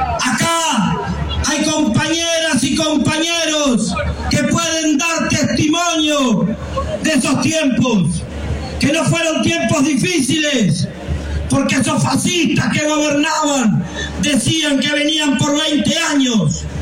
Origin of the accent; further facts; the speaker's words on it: La Plata, Buenos Aires Province, Argentina; Yo vengo de La Plata, allá cerca en Berisso